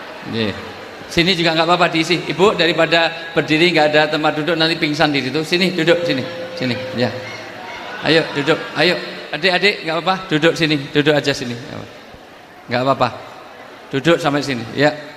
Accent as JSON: {"language": "Indonesian", "town": "Yogyakarta", "region": "Special Region of Yogyakarta", "country": "Indonesia", "said": "Karena saya orang Jogja, di dalam tradisi Jawa, orang tua disebut sepuh."}